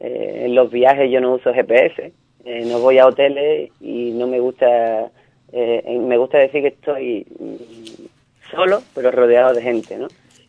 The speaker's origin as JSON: {"language": "Spanish", "town": "Ubrique", "region": "Andalusia", "country": "Spain", "said": "si me quiero definir como ubriqueño, como gaditano, como español, como europeo"}